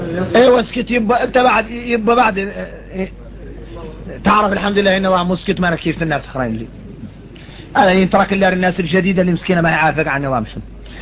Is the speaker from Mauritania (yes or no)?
yes; Mauritania; يا غير احنا موريتاني انين